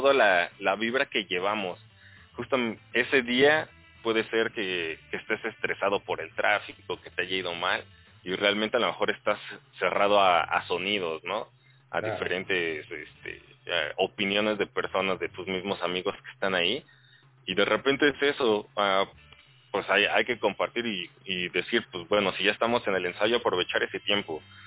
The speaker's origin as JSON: {"language": "Spanish", "town": "Tizayuca", "region": "Hidalgo", "country": "Mexico", "said": "Somos de Tizayuca, Hidalgo, por ahí cerca de Pachuca."}